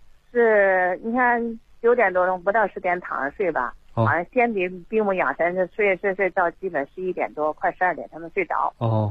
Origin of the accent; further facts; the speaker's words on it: Shijiazhuang, Hebei, China; 我是石家庄的。